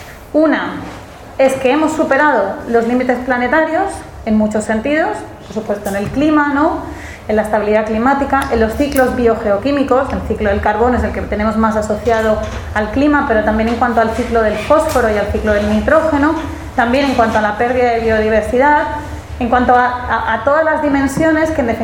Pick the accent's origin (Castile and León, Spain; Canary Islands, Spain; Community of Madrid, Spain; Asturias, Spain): Community of Madrid, Spain; moved away; also born or lived in Andalusia; me siento un poco rara hablando de Andalucía y sus impactos ambientales siendo madrileña. Y no por nada, yo llevo aquí viviendo 10 años